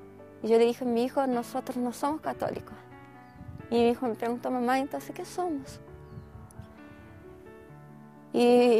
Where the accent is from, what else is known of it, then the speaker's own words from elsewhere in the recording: Curitiba, Paraná, Brazil; tengo 44 años, soy brasileña de Curitiba, Paraná. Conocí la iglesia adventista con muy temprana edad, a los 11 años de edad, a través de mi abuela.